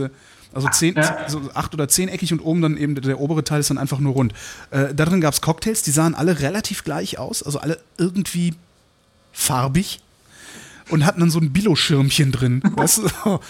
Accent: North Rhine-Westphalia, Germany; also born or lived in Cologne; ich komme vom Dorf, aber eigentlich bin ich gebürtiger Kölner und dann irgendwann dann 20 Kilometer außerhalb aufgewachsen.

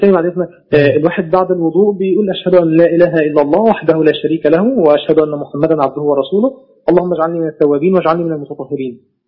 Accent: Giza, Giza Governorate, Egypt; أنا من الجيزة، من محافظة الجيزة.

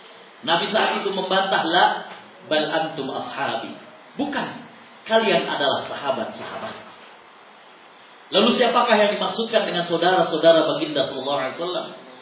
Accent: Jakarta, Indonesia; born there; anak kelahiran Jakarta 2 Agustus tahun 76.

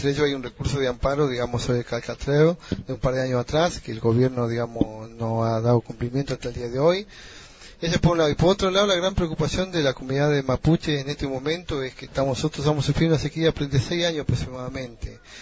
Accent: Blancura Centro, Río Negro, Argentina; Yo estoy llegando de una comunidad mapuche que se llama Blancura Centro, en la provincia de Río Negro.

